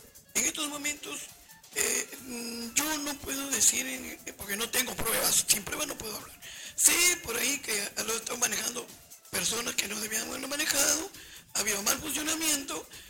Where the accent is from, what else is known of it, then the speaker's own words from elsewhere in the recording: Callao, Peru; No, señor. Todos somos chalacos. Si ustedes fueron elegidos, fue por nosotros, toda la zona sur, todo el Callao.